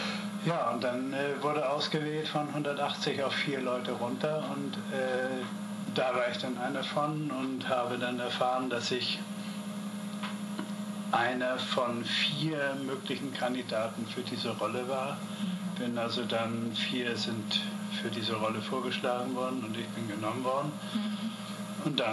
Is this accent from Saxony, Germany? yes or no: no; Hamburg, Germany; now in Las Vegas, United States; Ich bin Hamburger. Ich bin wirklich Hamburger. Das ist meine Stadt.